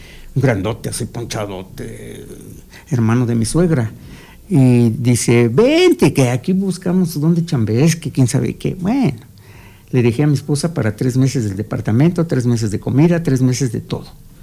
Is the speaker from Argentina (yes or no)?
no; Amecameca, State of Mexico, Mexico; yo soy de aquí de Amecameca, mi pueblo, y precisamente de aquí de Panoaya.